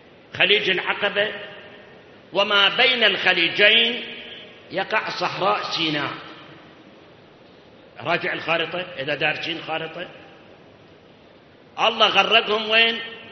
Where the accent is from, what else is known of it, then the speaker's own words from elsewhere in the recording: Iraq; أكو مثل عندنا بالعراق